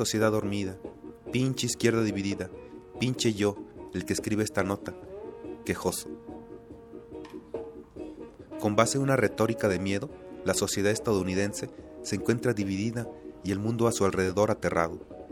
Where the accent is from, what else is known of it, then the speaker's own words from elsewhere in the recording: Mexico; Por lo tanto, cree que soy un violador porque soy mexicano.